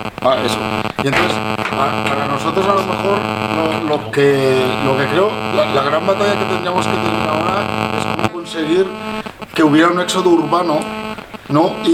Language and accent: Spanish; Aragon, Spain; soy de aquí de Aragón y tengo que intervenir ahora.